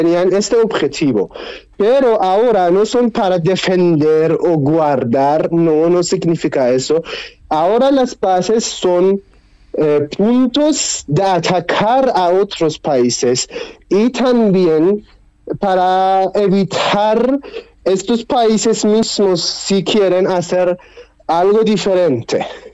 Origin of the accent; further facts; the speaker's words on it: Iran; Spanish is a second language; cuando ellos saben que yo soy de Irán